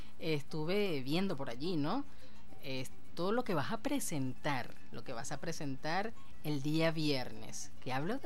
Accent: Barcelona, Anzoátegui, Venezuela; vía telefónica desde Barcelona, Anzoátegui, mi tierra natal.

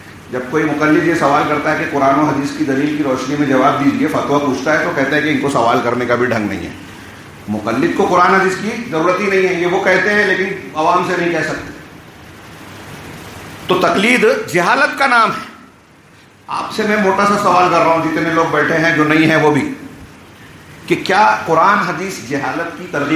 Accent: India; born there; ہم ہندوستان میں پیدا ہوئے، ہندوستانی ماں باپ نے جو لباس پہنایا ہم وہی پہن رہے ہیں

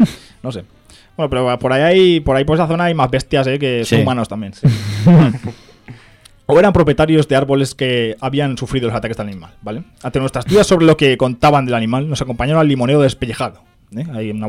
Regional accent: Godella, Valencian Community, Spain; Pero ahora ya entra Godella y tal, que es mi pueblo.

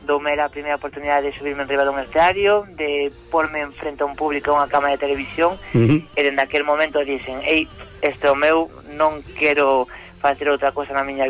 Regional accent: Santiago de Compostela, Galicia, Spain; deronos a oportunidade a min e a outro grupiño de xóvenes aquí de Compostela

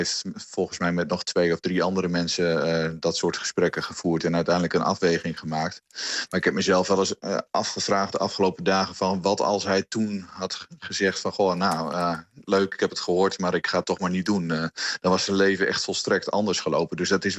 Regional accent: Hardenberg, Overijssel, Netherlands; Wij komen uit Hardenberg allebei.

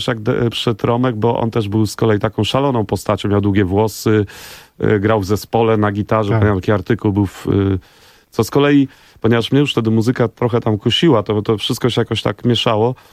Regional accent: Warsaw, Masovian Voivodeship, Poland; ja jestem z Grochowa częściowo jestem ze Stegiem, to jak zwykle w Warszawie, tam ludzie się przeprowadzają

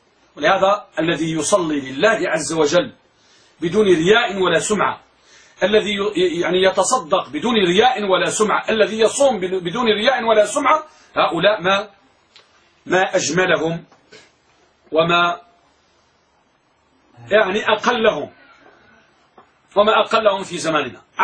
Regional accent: Morocco; وعندنا في المغرب مثل يقول، يقولون الكلام إذا دار بين اثنين شاع، والعلم إذا لم يقيد ضاع.

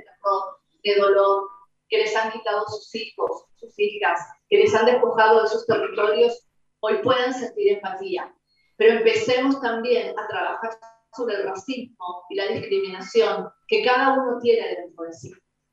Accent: Argentina; Y que sepan los que no se hacen cargo de su propia identidad, porque acá no somos exclusivamente argentinos

